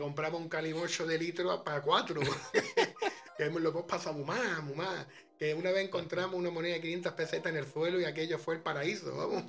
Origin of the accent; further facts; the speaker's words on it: Antequera, Andalusia, Spain; born there; Y yo nací, bueno, nací en Antequera